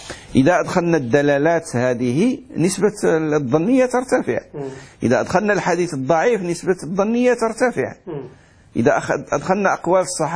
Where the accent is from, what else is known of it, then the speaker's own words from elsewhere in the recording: Morocco; احنا عندنا في المغرب مثل يقول حلال حرام